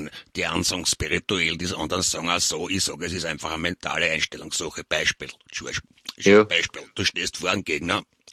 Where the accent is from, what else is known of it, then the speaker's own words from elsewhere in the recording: Lower Austria, Austria; now in Vienna, Austria; Ich komme aus Niederösterreich, bin aber in Wien jetzt.